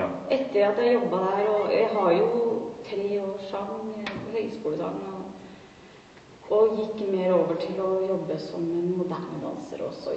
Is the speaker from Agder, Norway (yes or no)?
no; Moss, Østfold, Norway; moved away as an adult; Ja, jeg kommer egentlig fra Moss.